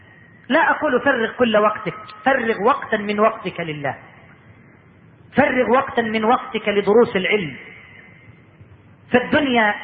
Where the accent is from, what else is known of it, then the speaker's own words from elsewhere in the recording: Egypt; اللهم إني أسألك أن تجعل بلدنا مصر واحة للأمن والأمان